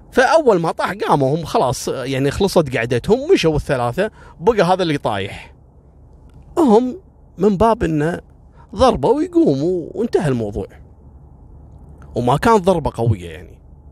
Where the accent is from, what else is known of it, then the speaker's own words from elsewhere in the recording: Kuwait; مرة كنت في زيارة لمخفر عندنا في الكويت، مخفر شويخ الصناعية